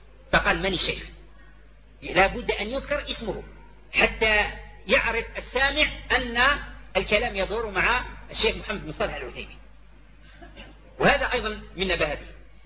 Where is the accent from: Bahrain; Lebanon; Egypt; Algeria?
Algeria; ونحن دعاة من الجزائر